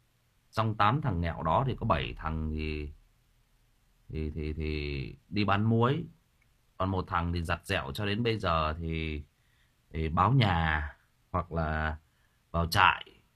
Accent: Thai Nguyen, Vietnam; Tôi lớn lên, tôi sinh ra và lớn lên ở Thái Nguyên.

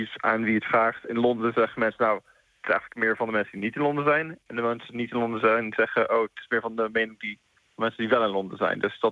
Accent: Netherlands; now in United Kingdom; Als Nederlander in Engeland boeit het me niet al te veel.

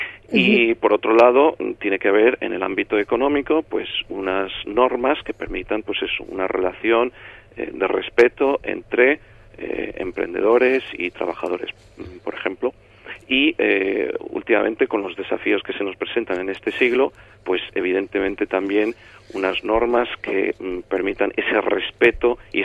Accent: Spain; Nosotros pensamos que el problema no somos nosotros los españoles

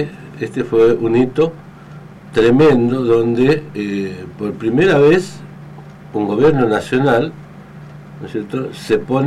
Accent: Argentina; de poder comenzar a tocar estos temas que hacen a la conformación de nuestro ser como ser argentino, ¿no?

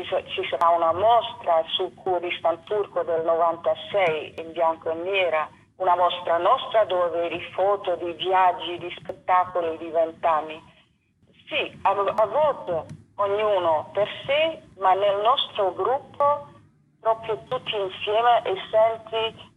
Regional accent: Netherlands; Io vengo da una lunga storia, sono olandese, ho fatto tutta altre cose

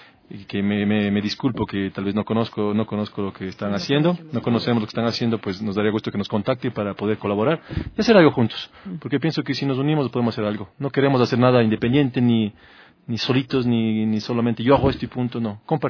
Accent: San Rafael, Pichincha, Ecuador; also born or lived in France; nosotros vivimos en Francia. Uh-huh. Hemos pasado algunos años allá. Y yo soy nativo de aquí del Ecuador, de San Rafael exactamente. Yo nací en San Rafael, en el Valle, con mi familia.

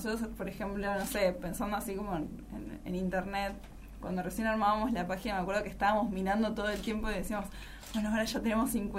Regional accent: Buenos Aires, Argentina; born there; En realidad nací en un hospital en Recoleta.

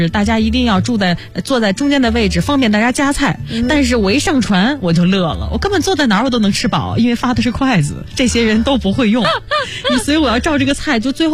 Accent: China; 我说我是中国的。

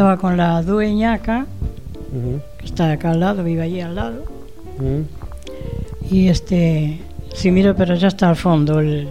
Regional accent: A Coruña, Galicia, Spain; now in Tandil, Argentina; Soy gallega.

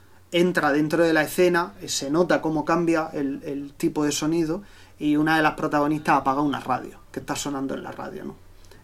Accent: Region of Murcia, Spain; vosotros dos que sois canarios y yo que soy murciano

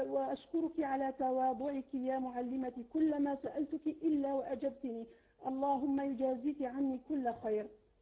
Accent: Algeria; أشهد أنا من الجزائر أننا نحبكم في الله

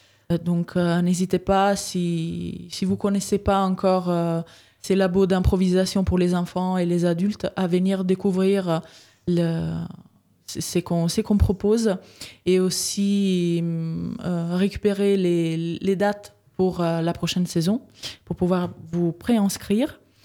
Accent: Italy; French is a second language; now in Saint-Étienne, France; avant, j'habitais à Villeurbanne. J'étais arrivée à Villeurbanne en 2015. Mais comme vous pouvez l'entendre, je suis pas française. Donc, je suis italienne. Je me suis installée en région Auvergne-Rhône-Alpes justement en 2015. Et donc, en 2019, je suis arrivée à Saint-Étienne.

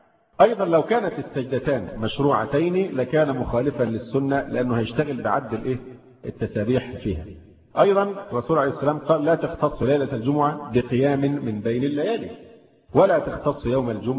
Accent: Egypt; فرض المفروض أن احنا مصريين وعارفين لقبه

